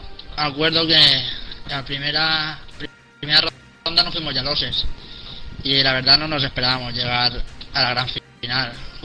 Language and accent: Spanish; Alcoy, Valencian Community, Spain; tengo 19 años y soy de Alcoy Alicante, algunos me conocéis ya.